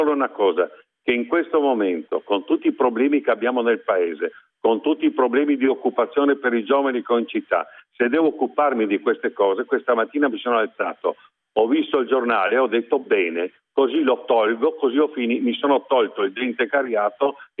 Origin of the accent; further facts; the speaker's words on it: Friuli-Venezia Giulia, Italy; born there; Sono nato da Ieri o del Friuli, ho fatto il militare a Villa Vicentina, che è a 200 metri da Fiumicello